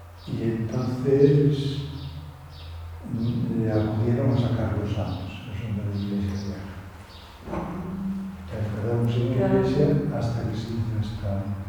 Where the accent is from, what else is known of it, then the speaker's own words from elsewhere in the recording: Lugo, Galicia, Spain; Yo soy de Lugo.